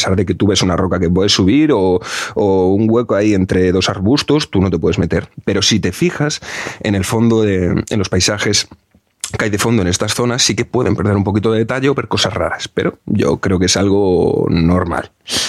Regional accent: Galicia, Spain; es de Coruña, es de Galicia, es de mi tierra

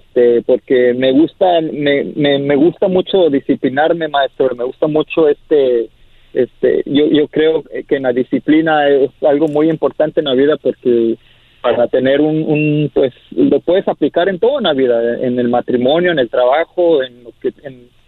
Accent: Chicago, Illinois, United States; De Chicago, maestro.

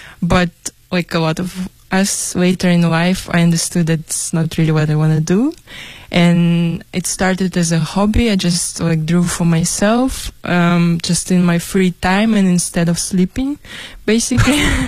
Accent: Irkutsk, Irkutsk Oblast, Russia; now in Beijing, China; I'm from Irkutsk. It's in Siberia. If you look at the map of Russia, you will see in the middle Lake Baikal. And the biggest city next to it is Irkutsk, my city.

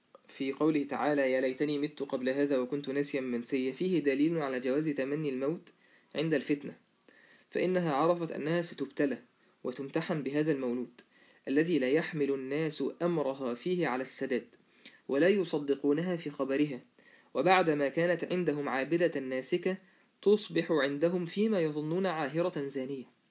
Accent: Mansoura, Dakahlia, Egypt; وماشي في شارع يعني على عندنا في المنصورة على النيل

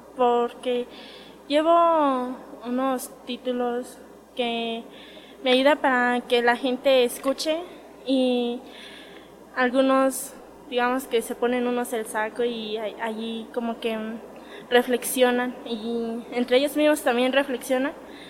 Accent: Michoacán, Mexico; vengo del estado de Michoacán

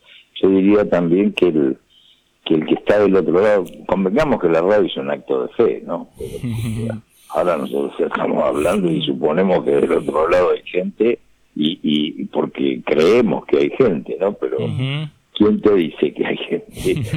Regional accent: Buenos Aires, Argentina; accent: porteño; nos dimos cuenta que nosotros tenemos el acento del porteño

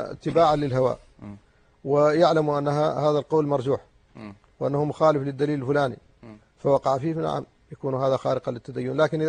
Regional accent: Mauritania; وعندنا في موريتانيا ينقص التدين.

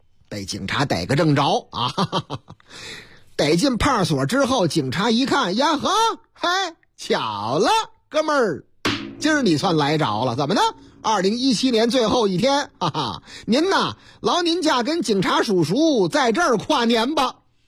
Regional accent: Northeast China, China; 我是东北人，东北是我老家。

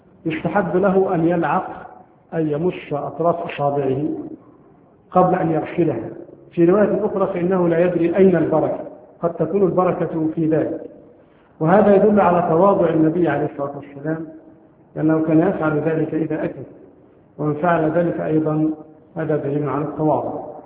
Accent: Egypt; لكن نحن عندنا في مصر نأكل لا الجراد ولا الضب ولا الخيول

